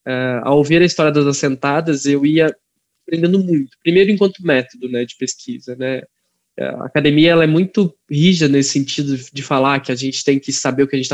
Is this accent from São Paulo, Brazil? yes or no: yes; Joanópolis, São Paulo, Brazil; eu sou de Joanópolis, numa cidade muito distante de Rosana, mais de 800 e poucos quilômetros